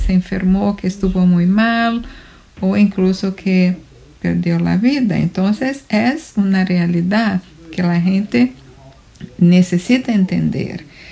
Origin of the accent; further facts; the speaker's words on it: Brazil; Spanish is a second language; now in New York, United States; Yo soy brasileña y vivo en Queens, en Nueva York.